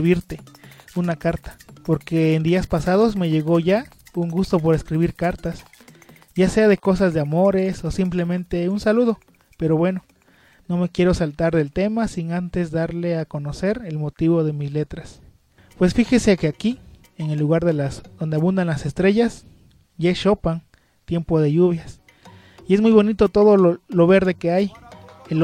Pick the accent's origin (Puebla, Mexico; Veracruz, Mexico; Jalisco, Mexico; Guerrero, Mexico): Guerrero, Mexico; Citlala; me voy a contextualizar y como si yo estuviera en Citlala, ¿no? Porque extraño mucho mi pueblo.